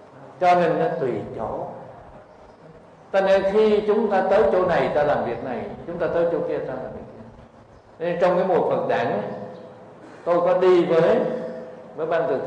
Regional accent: Củ Chi, Ho Chi Minh City, Vietnam; now in Ho Chi Minh City, Vietnam; Cho nên tôi ở thành phố Hồ Chí Minh ấy, mà tôi đi về quê của tôi ở Củ Chi, quê là vùng cách mạng.

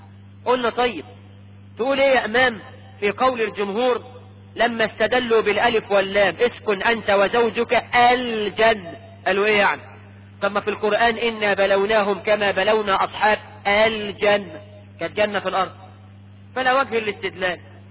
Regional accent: Egypt; واحنا كمصريين تقول

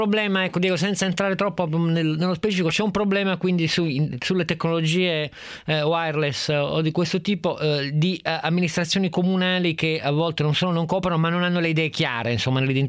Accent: Turin, Piedmont, Italy; Poi per farmi contento, essendo torinese, dicono che sono tutti di Torino

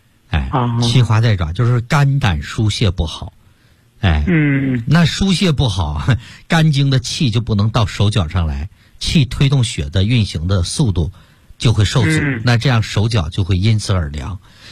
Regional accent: Yanbian, Jilin, China; 像我们延边人比较爱吃牛肉了

